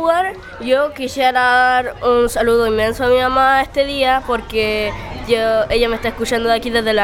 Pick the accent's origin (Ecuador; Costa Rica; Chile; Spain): Chile; Rehueco; soy de Rehueco